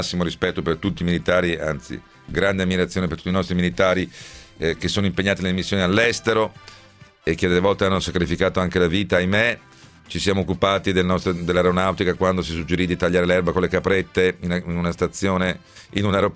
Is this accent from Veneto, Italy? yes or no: no; Rome, Lazio, Italy; born there; io poi sono nato a Roma, figuratevi.